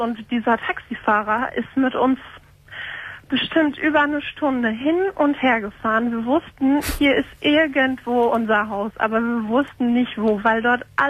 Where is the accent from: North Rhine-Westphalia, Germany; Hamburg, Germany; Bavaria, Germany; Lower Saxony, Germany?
North Rhine-Westphalia, Germany; Lippstadt; now in Cologne, Germany; Aber gebürtig komme ich aus Lippstadt